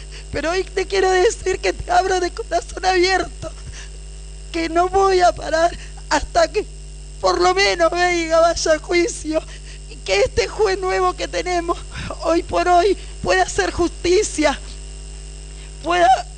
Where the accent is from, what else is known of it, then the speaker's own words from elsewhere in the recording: Buenos Aires, Argentina; Porque soy de Villa 20